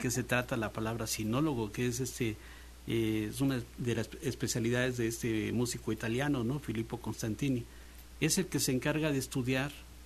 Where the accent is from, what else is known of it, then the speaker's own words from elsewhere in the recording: Mexico; tampoco nosotros como mexicanos actuar como aztecas, ¿no?